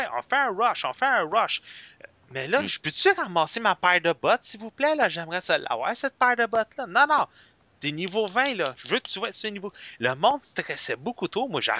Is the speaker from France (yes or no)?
no; Quebec, Canada; Je suis un petit Québécois qui adore ce jeu-là